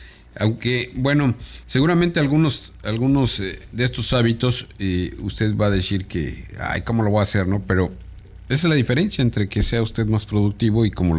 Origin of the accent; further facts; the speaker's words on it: Mexico; Hay veces que sí, como buen mexicano, digo, ay, mañana veo cómo le hago, ¿no?